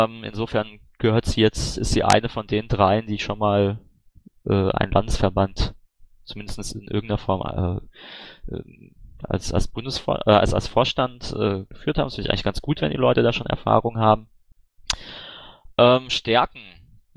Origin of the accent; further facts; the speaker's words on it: Baden-Württemberg, Germany; Na gut, ich bin aus Baden-Württemberg.